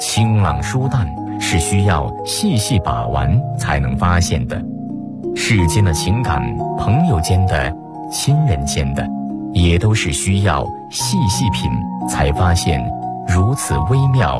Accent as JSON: {"language": "Chinese", "region": "Hubei", "country": "China", "tie": "born or raised there", "said": "东坡第一次被贬是下放到我的老家湖北"}